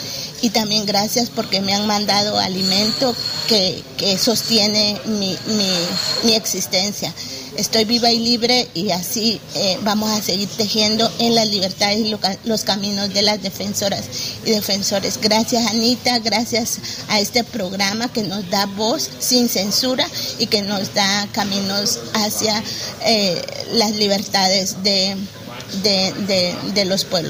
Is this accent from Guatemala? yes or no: yes; Quiché, Guatemala; A mi pueblo Quiché le digo gracias porque el camino continúa